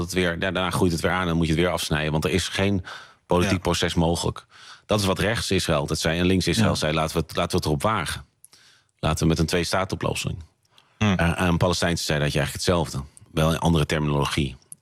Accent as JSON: {"language": "Dutch", "town": "Amsterdam", "region": "North Holland", "country": "Netherlands", "said": "Dat als Amsterdammer heb ik flink wat vrienden en kennissen die Jood zijn."}